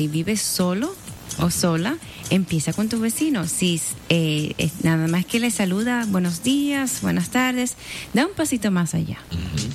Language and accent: Spanish; Cuba; yo tuve el privilegio de vivir en mi país, donde nací, en Cuba, y el ambiente, los vecinos, tú conoces a todos los vecinos.